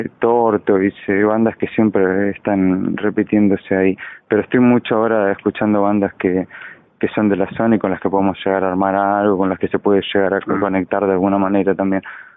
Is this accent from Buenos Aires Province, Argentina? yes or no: yes; Garín, Buenos Aires Province, Argentina; Yo soy de Garín, Escobar está muy cerca de ahí